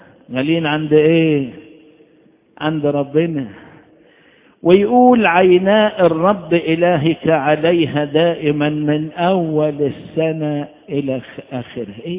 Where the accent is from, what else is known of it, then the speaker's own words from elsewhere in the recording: Upper Egypt, Egypt; عندنا في الصعيد